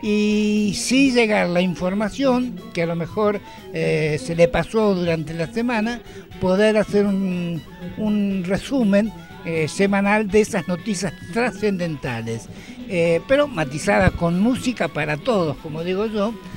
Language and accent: Spanish; Argentina; es un recordatorio a todo lo que nos pasó como argentino